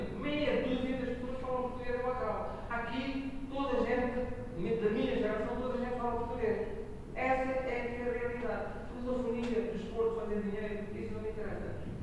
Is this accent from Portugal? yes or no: no; Goa, India; Portuguese is a second language; eu digo sempre que eu sou goês, indiano e tenho a saudade portuguesa.